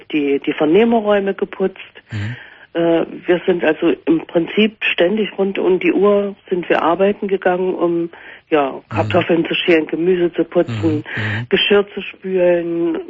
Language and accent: German; Leipzig, Saxony, Germany; bin zwar besuchsweise immer mal wieder in der ehemaligen DDR, vor allen Dingen in Leipzig, da in meiner Heimatstadt.